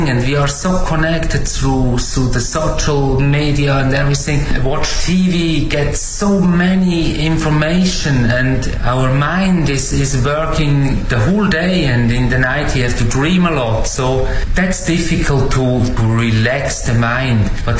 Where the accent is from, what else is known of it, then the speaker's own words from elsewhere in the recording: Switzerland; now in China; from Switzerland. Stay now 5 years in China.